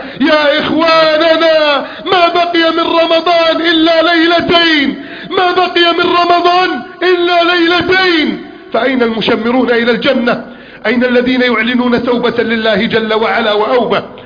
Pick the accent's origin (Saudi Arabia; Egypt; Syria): Egypt; اللهم احفظ بلدنا مصر